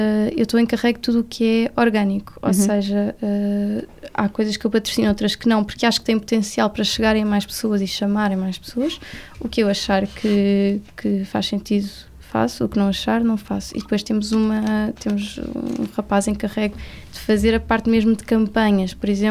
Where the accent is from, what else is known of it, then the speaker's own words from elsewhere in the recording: Almada, Setúbal, Portugal; Não, eu sou de Almada.